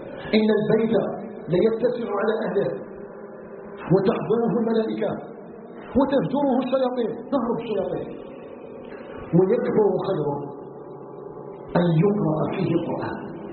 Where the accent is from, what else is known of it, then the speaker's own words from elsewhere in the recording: Algeria; أن يجعل بلدنا الجزائر بلدا آمنا مطمئنا